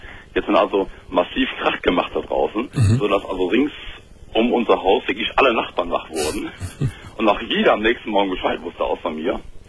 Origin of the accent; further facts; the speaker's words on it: Engelskirchen, North Rhine-Westphalia, Germany; Und da war es einfach so, ich komme aus Engelskirchen.